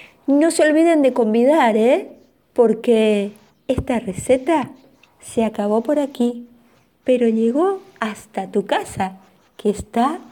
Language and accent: Spanish; Misiones, Argentina; born there; En la región de Misiones, por ejemplo. Ahí, a donde están las cataratas del Iguazú. Sí, donde yo nací.